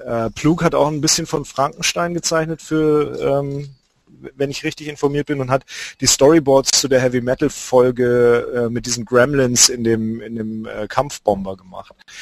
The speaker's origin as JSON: {"language": "German", "region": "Lake Constance", "country": "Germany", "said": "zum Beispiel von dem Bodensee, wo ich herkomme"}